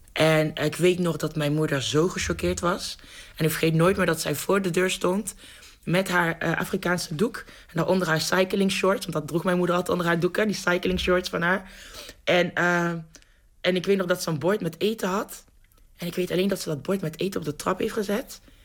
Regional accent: Lieshout, North Brabant, Netherlands; Ik ben opgegroeid in Lieshout. Ik was de enige donkere meid van mijn complex, helemaal met immigrantouders, in het dorp.

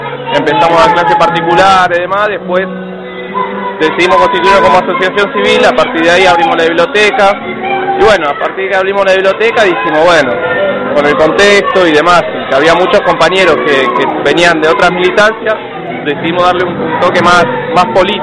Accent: Buenos Aires, Argentina; Nosotros somos de la Villa Ballesteros … somos de la Comuna 12, Villa Pueyrredón.

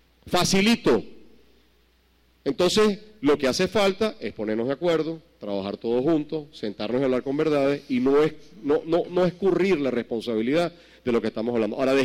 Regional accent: Venezuela; los conozco como venezolano y he estudiado y he leído sobre la materia

